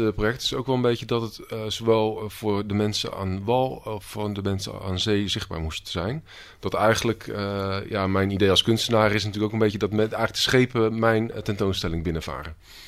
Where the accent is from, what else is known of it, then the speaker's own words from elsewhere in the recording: Rozenburg, South Holland, Netherlands; ik kom zelf uit Rozenburg.